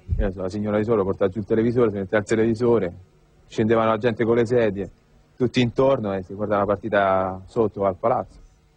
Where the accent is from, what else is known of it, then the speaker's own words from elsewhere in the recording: Rome, Lazio, Italy; Io sono cresciuto a Cinecittà